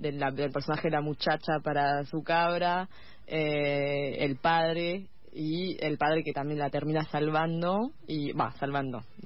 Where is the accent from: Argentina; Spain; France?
France; yo soy francesa